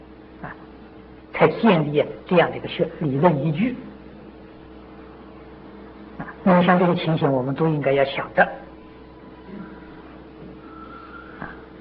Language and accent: Chinese; China; 我们中国人这个修行功夫没有这么高啊